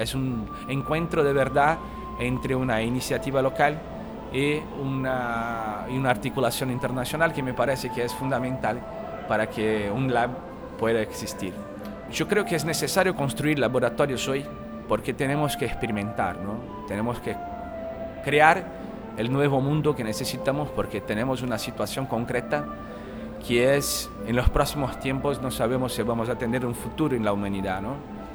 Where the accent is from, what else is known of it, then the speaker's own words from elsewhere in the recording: Brazil; Spanish is a second language; de Brasil